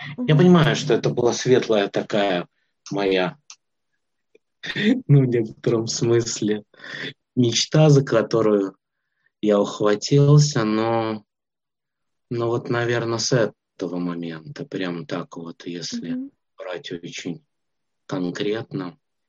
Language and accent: Russian; Minsk, Belarus; Я родом из Минска, я вернулся обратно в Минск.